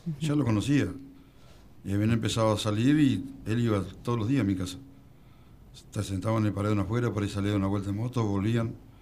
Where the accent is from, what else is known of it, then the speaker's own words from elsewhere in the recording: Tandil, Buenos Aires Province, Argentina; born there; yo soy nacido en Tandil, mis hijos son nacidos en Tandil.